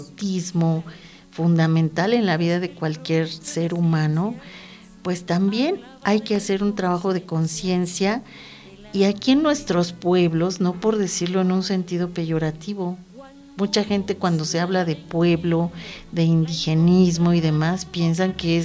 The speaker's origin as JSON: {"language": "Spanish", "region": "Mexico City", "country": "Mexico", "moved": "yes", "said": "yo vengo de la Ciudad de México hace 6 años"}